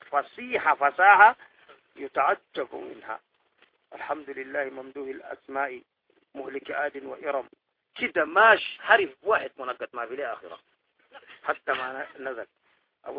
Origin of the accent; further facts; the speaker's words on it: Sudan; حكاية هنا توقع عندنا في السودان وأظنها صحيحة